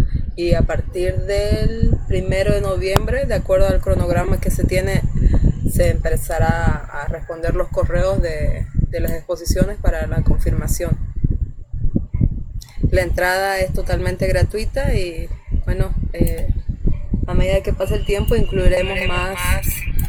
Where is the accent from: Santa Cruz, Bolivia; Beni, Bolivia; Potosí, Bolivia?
Beni, Bolivia; Trinidad; soy de Trinidad, del Beni.